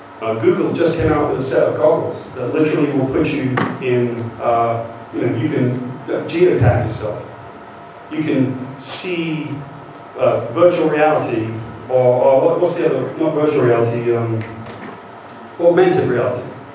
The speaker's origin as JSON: {"language": "English", "country": "United Kingdom", "accent": "British", "lives_now": "United States", "said": "British accent, and I live in America."}